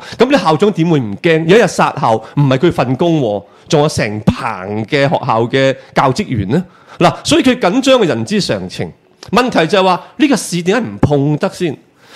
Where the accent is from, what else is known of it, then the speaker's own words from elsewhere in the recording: China; 即係好等於我哋大陸人成日話美國人做 show